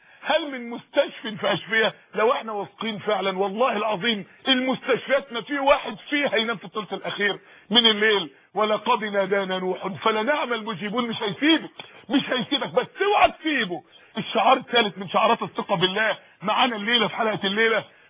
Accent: Mansoura, Dakahlia, Egypt; عندنا اخت في المنصوره عندنا في المنصوره

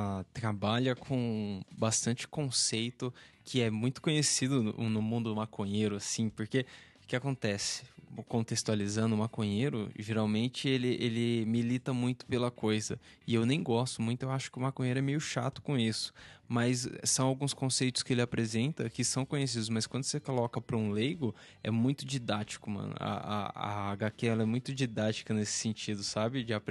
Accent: São Paulo, Brazil; Sou de São Paulo, tô meio longe de vocês, mas já sinto a energia, o calor da Paraíba aqui no podcast.

